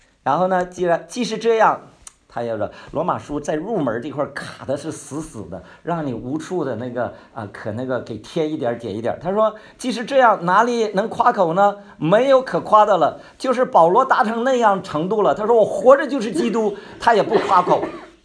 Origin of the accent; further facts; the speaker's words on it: Heilongjiang, China; now in Beijing, China; 我是黑龙江出来的，所以呢还得回边远地方